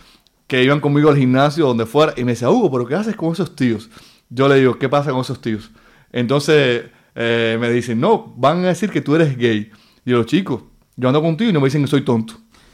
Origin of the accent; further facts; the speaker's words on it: Cuba; now in Spain; en mi país, en Cuba, he dejado un listado pegado en mi biblioteca de los libros que debía leer.